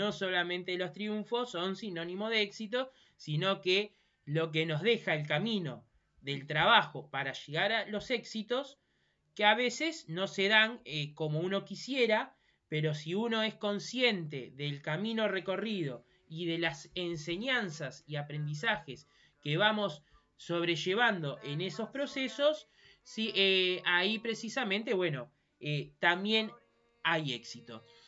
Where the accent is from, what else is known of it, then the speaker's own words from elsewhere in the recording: Uruguay; nos emocionó muchísimo y nos precisamente nos unió como uruguayos.